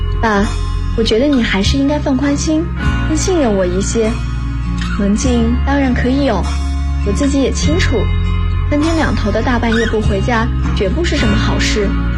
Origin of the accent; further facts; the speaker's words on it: Xiamen, Fujian, China; now in Nanjing, China; 来自福建厦门，我在南京大学，距离我的家乡1160公里，